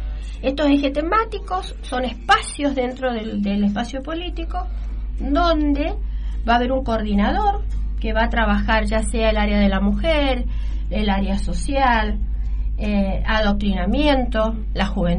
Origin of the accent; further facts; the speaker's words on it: Guaymallén, Mendoza, Argentina; Yo soy de Guaymallén, milito Guaymallén, trabajo en Guaymallén.